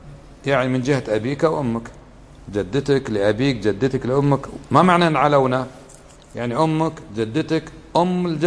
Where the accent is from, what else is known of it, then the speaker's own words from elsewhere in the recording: Kuwait; accent: Kuwaiti; وعندنا في لهجتنا في الكويت يسمى الصهر نسيب، هذا خطأ.